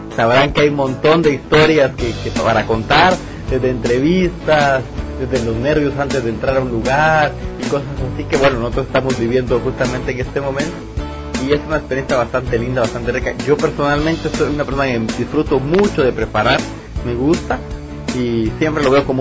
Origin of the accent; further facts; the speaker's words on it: Guatemala; now in Montevideo, Uruguay; Queremos mandar un saludo especial de acá desde Montevideo, Uruguay. … soy de Guatemala